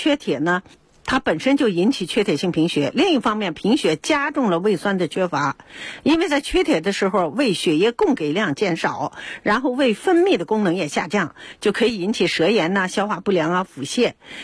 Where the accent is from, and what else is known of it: China